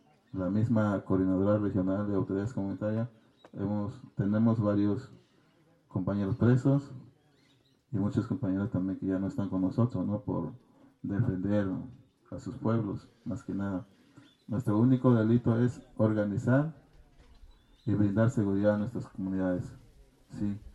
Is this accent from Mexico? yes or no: yes; Ayutla de los Libres, Guerrero, Mexico; Yo soy del municipio de Ayutla de los Libres Guerrero, ni tan libre porque estoy un preso